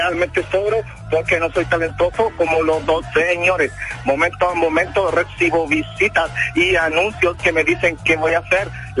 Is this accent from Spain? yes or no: no; Chile; No tenemos que tener nosotros como chilenos, tenemos que asustarnos